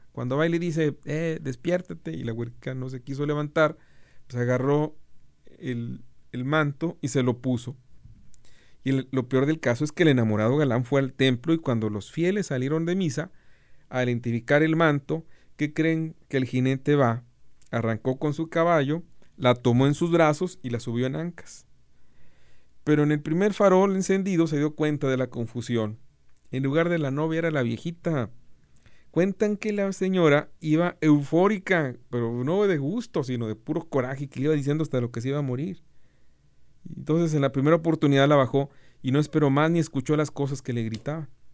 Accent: Santa Catarina, Nuevo León, Mexico; yo soy de Santa Catarina. Le dije. Y además, reclamo paternidad, mi papá nació aquí

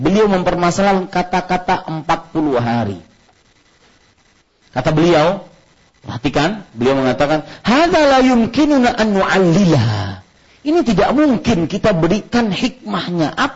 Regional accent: Banjarmasin, South Kalimantan, Indonesia; dari kecil di Banjarmasin saya ingat sekali ajaran mama, tidak boleh ribut kalau orang sholat.

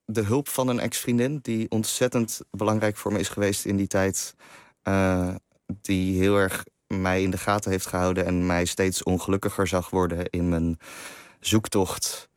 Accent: Amsterdam, North Holland, Netherlands; also born or lived in Limburg; Maar als je als Amsterdammer met kunstouders op een middelbare school waar iedereen maar normaal moet doen

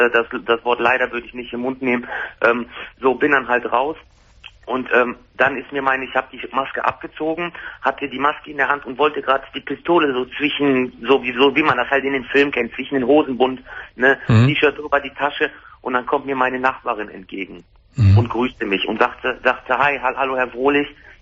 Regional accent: Wuppertal, North Rhine-Westphalia, Germany; Ich komme aus Wuppertal.

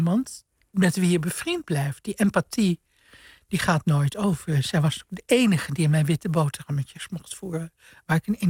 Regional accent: Suriname; also born or lived in Indonesia; Ik ben in Indonesië geboren. En mijn vroegste jeugd is in Suriname. De tuin in Suriname. Tropenleven.

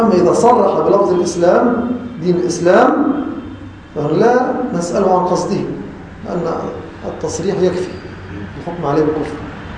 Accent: Egypt; وأغلب العامة خاصة في بلدنا مصر يتلفظون بهذا اللفظ على خلاف المعنى المقصود.

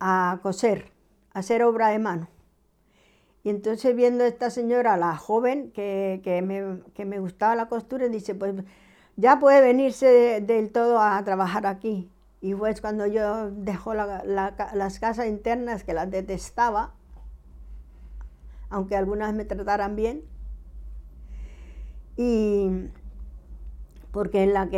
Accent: Colombia; a los 20 años me he ido a la capital de Colombia, porque soy colombiana, ¿no? Y nací en el 48. Y entonces, pues eso, que he llegado a Bogotá, he vivido, he trabajado

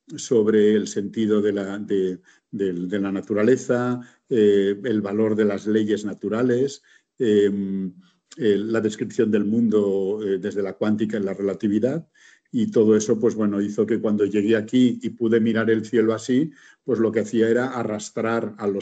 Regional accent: Barcelona, Catalonia, Spain; Sí, bueno, yo soy de Barcelona.

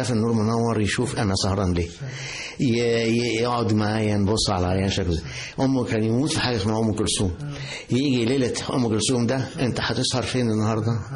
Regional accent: Egypt; الأستاذ اللي علمني أنا مصري لكن هو أول جينيريشن بعد الإنجليز

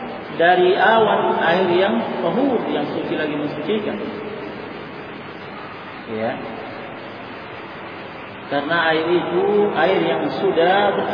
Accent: Makassar, South Sulawesi, Indonesia; meskipun kita orang Makassar, ya, karena faktor bahasa saja mereka mengatakan air

